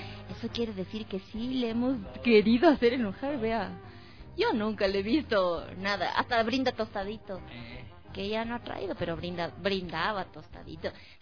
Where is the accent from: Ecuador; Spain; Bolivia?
Ecuador; que como ecuatorianos, que como seres humanos, como personas, lo merecemos